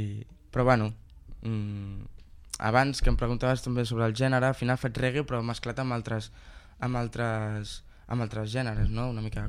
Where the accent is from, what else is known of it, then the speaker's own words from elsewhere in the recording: Piera, Catalonia, Spain; Soc de Piera. I a Piera també tenim un Raval, com cada poble, té el seu casc antic.